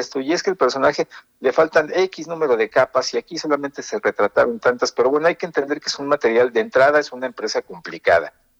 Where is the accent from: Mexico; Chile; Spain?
Mexico; forma parte de nuestro tuétano de identidad como mexicano.